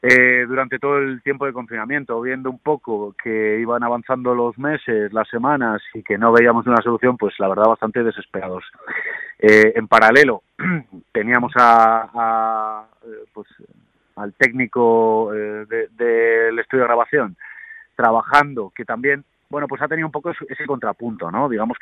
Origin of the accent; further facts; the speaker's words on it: León, Castile and León, Spain; yo soy de León de toda la vida, pero siempre he vivido fuera, nunca había venido